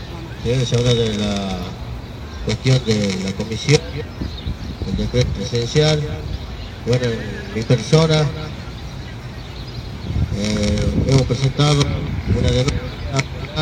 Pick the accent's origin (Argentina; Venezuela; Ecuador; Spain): Argentina; como históricamente Argentina ha demostrado que en el territorio nadie nos gana, somos imbatibles